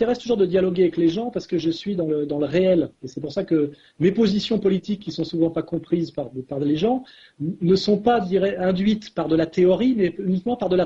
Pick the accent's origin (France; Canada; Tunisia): France; je suis un Français helléno-chrétien qui refuse la diabolisation des musulmans.